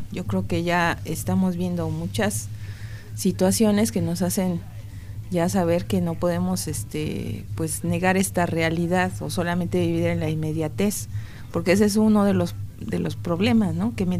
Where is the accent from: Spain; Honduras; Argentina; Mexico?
Mexico; como mexicanos